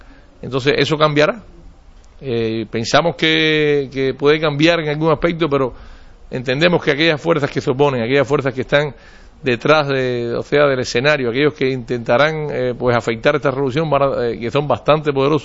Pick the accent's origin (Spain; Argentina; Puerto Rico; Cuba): Cuba; Nosotros hemos meditado, lógicamente, como todo cubano, todo latinoamericano